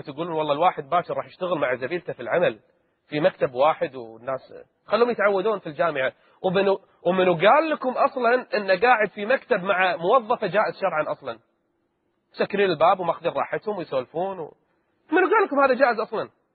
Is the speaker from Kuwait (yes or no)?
yes; Kuwait; رئيسة فخرية لجمعية نفع عام عندنا بالكويت